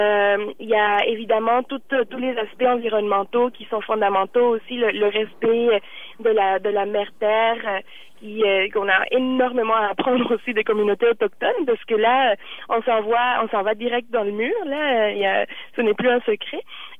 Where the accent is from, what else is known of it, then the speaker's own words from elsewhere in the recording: Montreal, Quebec, Canada; les gens qui avaient proposé Montréal comme prochain lieu du Forum social mondial, ben, on est tous de Montréal